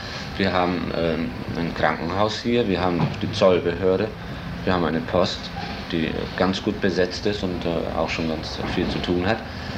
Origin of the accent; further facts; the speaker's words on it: Heligoland, Schleswig-Holstein, Germany; born there; Ich bin geboren auf Helgoland nach dem Ersten Weltkrieg und stamme väterlicherseits und mütterlicherseits von alteingesessenen Helgoländer Familien ab.